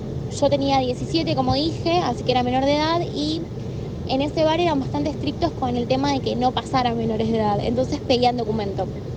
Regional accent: Temperley, Buenos Aires Province, Argentina; de Temperley

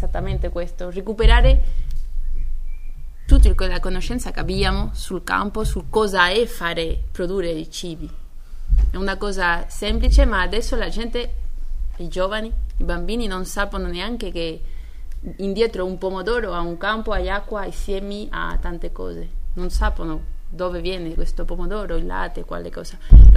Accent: Spain; Italian is a second language; Che il mio italiano è un po' per le novi, è un po' così da una spagnola.

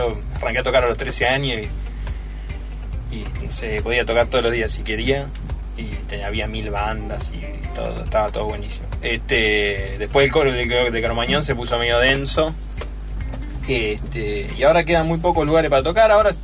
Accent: Zárate, Buenos Aires Province, Argentina; cuando yo transcurrí la pubertad y la adolescencia en Zárate

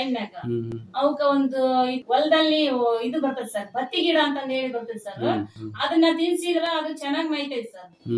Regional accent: Katrahalli, Karnataka, India; ಅಂದ್ರೆ ನಮ್ಮ ಊರಲ್ಲಿ ಐತಿ ಕಾಟ್ರಹಳ್ಳಿಯಲ್ಲಿ ನೀರಾವರಿ ಇದೆ ಸರ್.

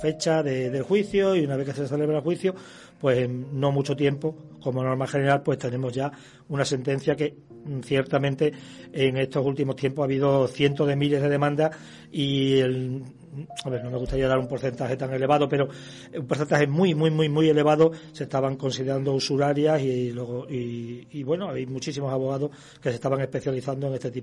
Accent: Badajoz, Extremadura, Spain; moved away as an adult; nací y soy de Badajoz, de Extremadura. Uh-huh. Y hace unos 5 años que salí

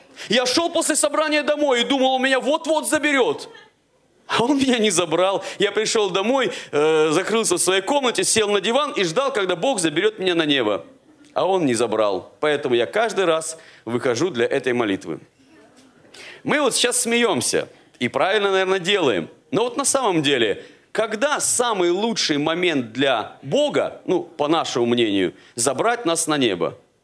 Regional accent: Siberia, Russia; Ну, я, вы простите, сибиряк, поэтому про яблоки, вишни и прочее говорить не могу.

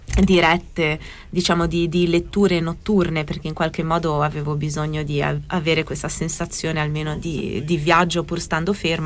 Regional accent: United States; No, io sono americana, cioè proprio.

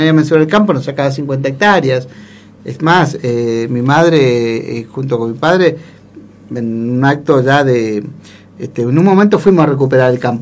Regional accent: El Foyel, Río Negro, Argentina; Vengo del Foyel, donde a mí, a mi familia, nos quitaron 50 hectáreas. Tengo a mi madre, que toda la vida soñó con volver al campo, a recuperar el territorio que tuvimos que vender, porque nos tuvimos que ir

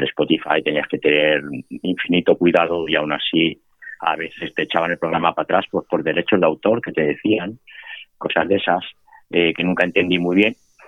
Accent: Ávila, Castile and León, Spain; born or raised there; also born or lived in Vitoria / London / Valencia / Barcelona; now in Granada, Spain

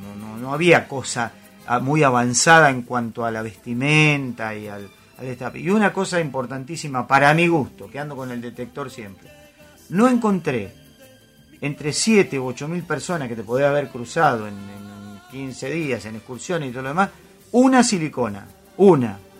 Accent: Argentina; yo soy argentino y voy a veranear a Argentina y voy a Mar del Plata

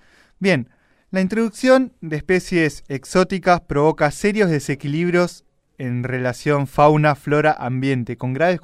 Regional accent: Chaco, Argentina; Yo soy del Chaco, por ejemplo, no, sí, me muevo acá porque acá ya no es Chaco.

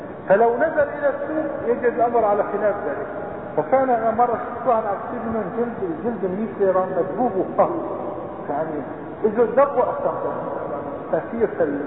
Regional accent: Aleppo, Aleppo Governorate, Syria; هلا عندنا بحلب

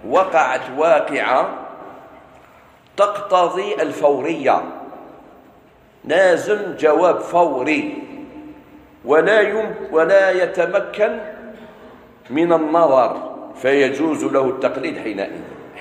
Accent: Algeria; ماشي غير عندنا في الجزائر، في كثير من البلدان

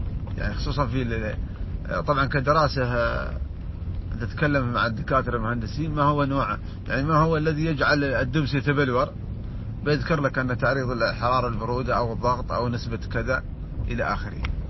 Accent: United Arab Emirates; كذلك عندنا في الإمارات موجودين بعض التجار

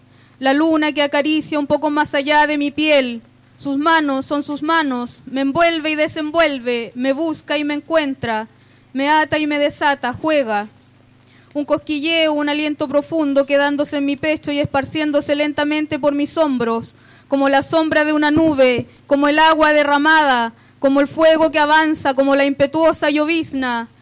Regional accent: Boyeco, Araucanía, Chile; yo soy del territorio de Boyeco.

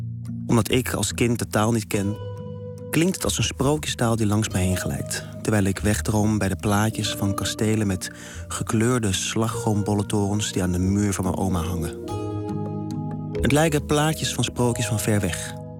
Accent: Amsterdam, North Holland, Netherlands; 32 jaar oud, geboren en getogen in Amsterdam, waar ik me helemaal thuis voel. Ik ben nog nooit langer dan 3 weken weg geweest van huis.

